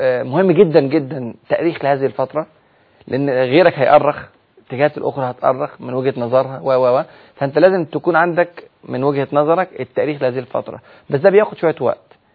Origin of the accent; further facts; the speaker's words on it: Egypt; فهم كانوا فرحانين جدا جدا لاحداث الثوره اللي حصلت عندنا في مصر